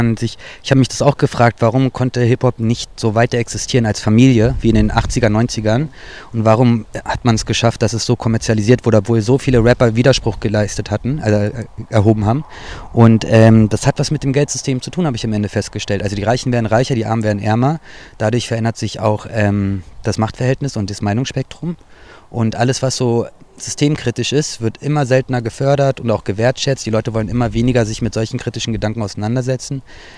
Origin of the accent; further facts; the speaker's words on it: Berlin, Germany; born there; ich bin in Berlin geboren, Deutsch-Türke